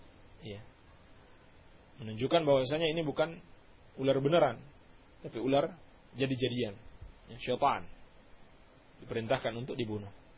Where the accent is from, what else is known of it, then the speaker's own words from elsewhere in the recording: Banjar, Indonesia; …. Saya dari Banjar.